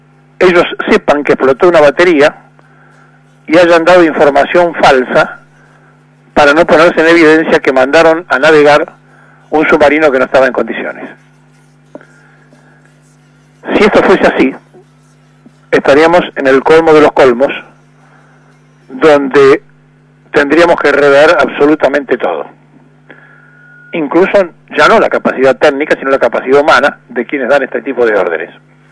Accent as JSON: {"language": "Spanish", "country": "Argentina", "said": "he visto sorprendido algo que no conocía en mi país, en una feria italiana, con un cartel enorme que decía langostinos argentinos"}